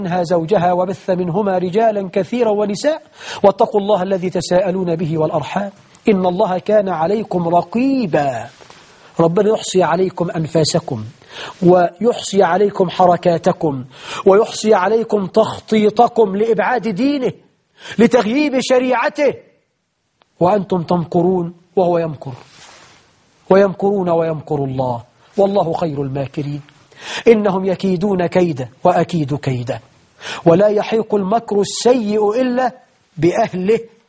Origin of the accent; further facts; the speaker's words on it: Egypt; عندنا في مصر 12 مليون عانس في ظل حكمكم المبارك